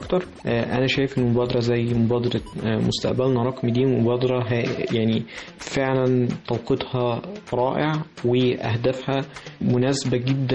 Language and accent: Arabic; Egypt; لازم إحنا كشباب مصريين نكتنزها